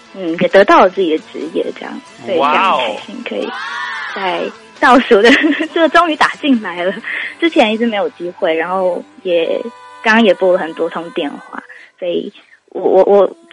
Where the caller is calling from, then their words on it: Taipei, Taiwan; 嘿，我是台北的